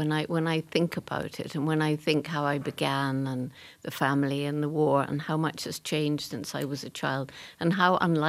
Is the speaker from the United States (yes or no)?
no; England, United Kingdom; I couldn't possibly have.